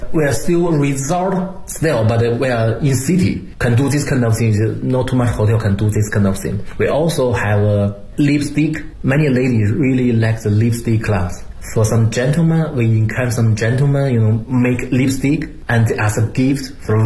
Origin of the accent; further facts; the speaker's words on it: Beijing, China; English is a second language; I'm from Beijing, I know Beijing a lot.